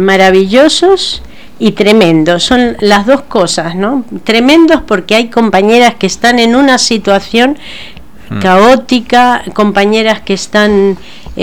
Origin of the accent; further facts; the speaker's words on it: Argentina; now in Spain; porque yo, como os habéis dado cuenta, soy argentina, ¿no? Entonces, en Argentina los sindicatos eran, y en mi época, eran mucho peores.